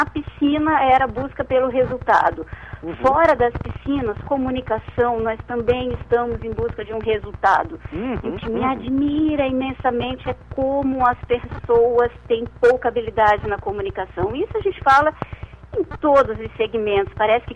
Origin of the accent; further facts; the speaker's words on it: Florianópolis, Santa Catarina, Brazil; moved away as an adult; now in Rio de Janeiro, Brazil; eu sou de Florianópolis, mas assim que eu me formei, eu fui morar no Rio de Janeiro.